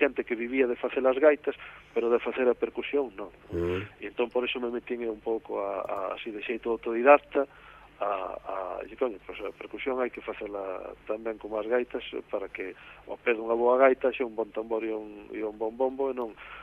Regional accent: Outeiro de Rei, Galicia, Spain; eu son daqui de Outeiro de Rei

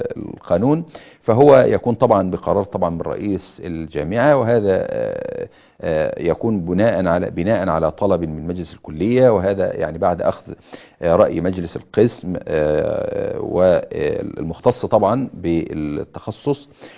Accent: Egypt; في بلادنا مصر بهذه الصورة

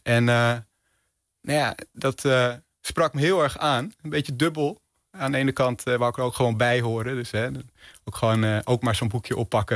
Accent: Amsterdam, North Holland, Netherlands; Ja, ik kom uit Amsterdam.

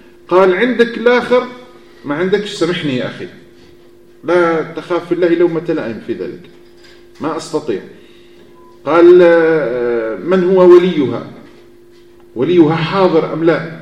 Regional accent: Algeria; لأن عندنا في الجزائر ممنوع أنك تعقد كإمام عقد عرفي قبل العقد المدني

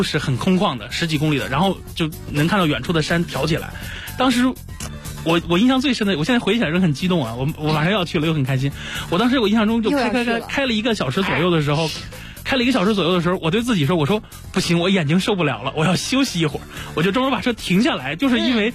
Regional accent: China; 我们中国人

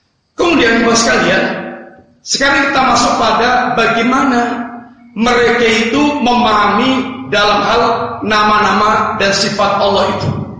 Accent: Java, Indonesia; Kita orang Jawa yang ambil yang cocok-cocok saja, yang dengan selera Jawa, yang gak cocok dengan Jawa gak usah diambil.

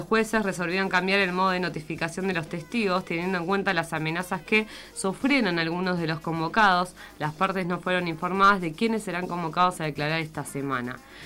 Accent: Argentina; mucha tristeza, mucho dolor como pueblo argentino.

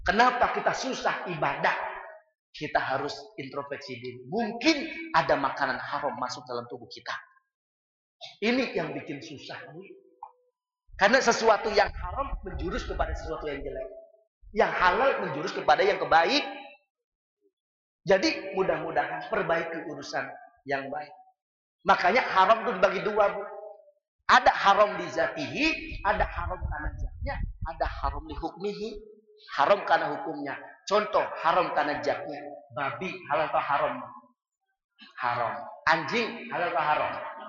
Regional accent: Cirebon, West Java, Indonesia; kita orang Cirebon

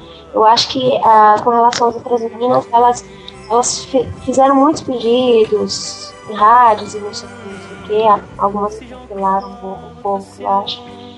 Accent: Florianópolis, Santa Catarina, Brazil; now in São Paulo, Brazil; Eu saí de Florianópolis.

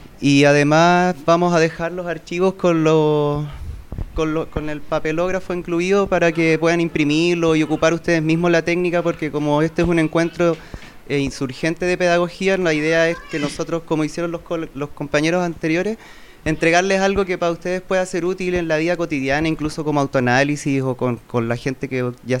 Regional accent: Valparaíso, Chile; Venimos de Valparaíso a presentar unas reflexiones de una experiencia diagnósticas y terapéuticas dentro del ejercicio de nuestra profesión, que estudiamos psicología en Valparaíso igual.

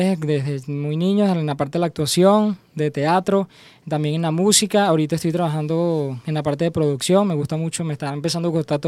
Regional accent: Guatire, Miranda, Venezuela; born there; Bueno, yo nací en Guatire

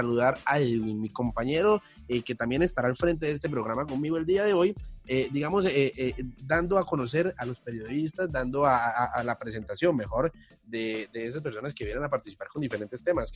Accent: Colombia; los que, digamos, venimos desde Colombia con temas precisamente de Colombia

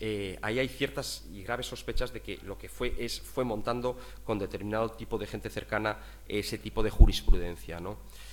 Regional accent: Madrid, Community of Madrid, Spain; born there; Si llego a nacer 1.500 kilómetros al sur, estoy jodido. Yo nací en Madrid.

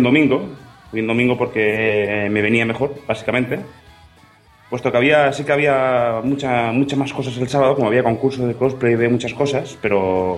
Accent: Catalonia, Spain; y yo soy catalán, ¿sabes?

